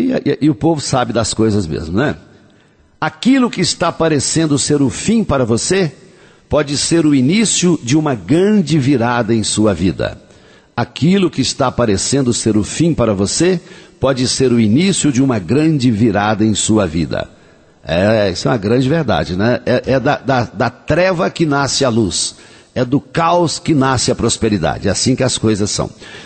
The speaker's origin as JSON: {"language": "Portuguese", "town": "Coromandel", "region": "Minas Gerais", "country": "Brazil", "tie": "born or raised there", "said": "Tipos populares da minha terra, e eu conheci todas essas figuras. Coromandel naquela época, hoje acabou esse negócio, né?"}